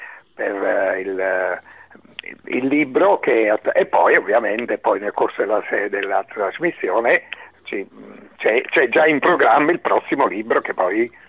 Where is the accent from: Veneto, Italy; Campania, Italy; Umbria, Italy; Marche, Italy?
Campania, Italy; Cava de' Tirreni; now in Bergamo, Italy; essendo salernitano di Cava dei Tirreni, avendo frequentato Napoli anche per motivi di studio, l'Università di Napoli